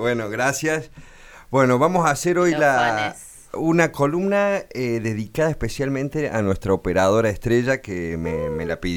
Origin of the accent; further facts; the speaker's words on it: Córdoba, Argentina; a mí como cordobés muchos me preguntan